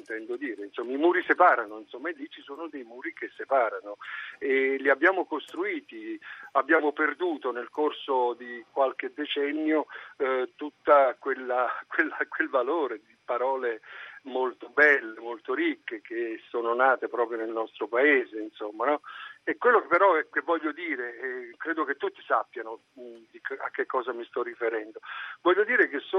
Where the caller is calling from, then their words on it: Trieste, Friuli-Venezia Giulia, Italy; chiamo da Trieste.